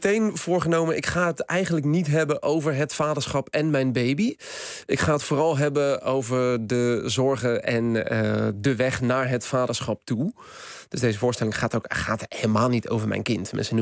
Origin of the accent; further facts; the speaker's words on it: Schipluiden, South Holland, Netherlands; moved away as an adult; naar de postcode van mijn dorp, Schipluiden, waar ik vandaan kom. Ik was 26 toen ik daar wegging.